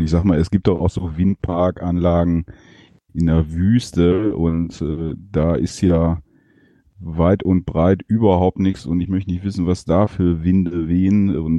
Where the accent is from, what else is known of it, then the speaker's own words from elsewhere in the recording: Dingenstrop, North Rhine-Westphalia, Germany; hier in Dingenstrop, wo ich herkomme